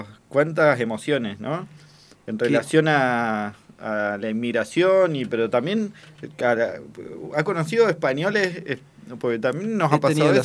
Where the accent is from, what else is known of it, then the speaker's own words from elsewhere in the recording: Argentina; Y de un lugar que ha hecho mucha mella en la tradición de lo que mamamos, así como argentinos también.